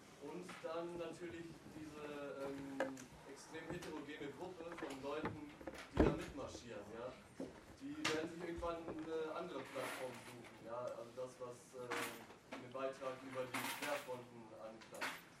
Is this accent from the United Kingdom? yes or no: no; Italy; also ich als Italiener habe ich halt immer den Vergleich mit Italien gemacht.